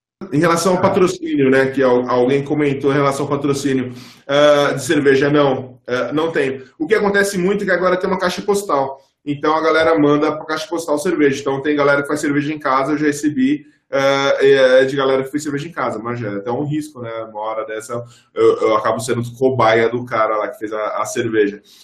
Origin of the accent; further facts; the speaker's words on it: São Paulo, Brazil; eu cresci em periferia aqui em São Paulo.